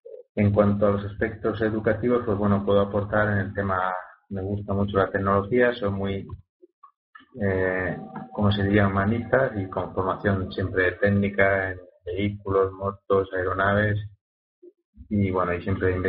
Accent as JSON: {"language": "Spanish", "town": "Madrid", "region": "Community of Madrid", "country": "Spain", "said": "como indica mi nick, soy de Madrid."}